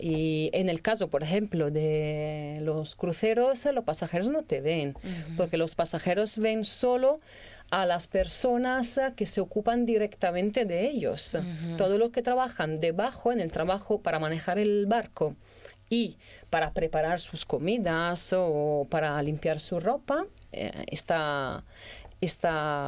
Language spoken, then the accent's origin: Spanish; Venice, Veneto, Italy; Spanish is a second language; yo soy de Venecia, he vivido ahí toda mi vida, pero el puerto está lejos de la ciudad